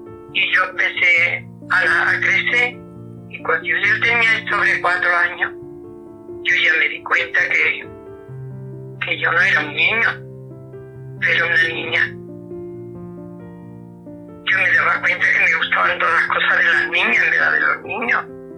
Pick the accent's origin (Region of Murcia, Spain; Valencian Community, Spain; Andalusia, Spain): Andalusia, Spain; Arcos de la Frontera; En Arco, en mi pueblo, en Arco de la Frontera, donde hoy tengo calle y donde hoy soy una mujer muy respetada y muy querida.